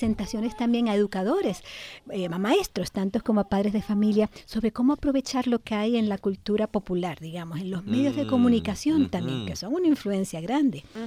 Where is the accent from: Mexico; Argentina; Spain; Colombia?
Mexico; A veces los niños se creen que si somos mexicanos sabemos todo sobre Diego Rivera y Frida Kahlo